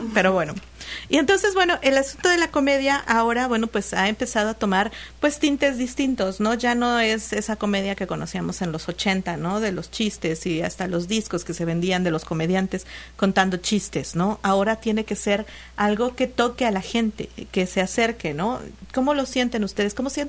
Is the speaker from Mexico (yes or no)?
yes; Xalapa, Veracruz, Mexico; aquí los que somos de Jalapa tenemos mucho esa costumbre de, en lugar de decir da vuelta a la derecha o da vuelta a la izquierda, decimos es voltea para arriba, voltea para abajo.